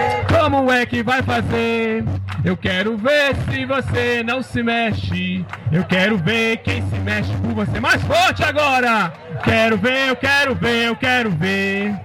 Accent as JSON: {"language": "Portuguese", "town": "Formiga", "region": "Minas Gerais", "country": "Brazil", "lives_now": "Mariana, Brazil", "said": "Eu sou lá da cidade de Formiga, 300 quilômetros daqui, perto de Divinópolis. Tem 2 anos que eu canto. Tem 2 anos que eu estou residindo já aqui em Mariana."}